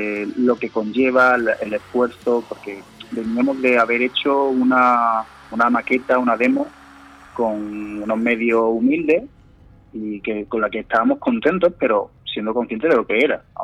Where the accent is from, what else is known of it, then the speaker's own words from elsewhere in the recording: Andalusia, Spain; todos somos de aquí, de Andalucía